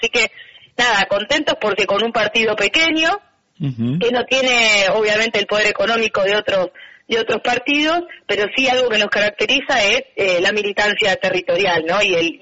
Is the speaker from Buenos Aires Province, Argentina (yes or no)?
yes; San Nicolás, Buenos Aires Province, Argentina; Yo vengo de San Nicolás, en realidad.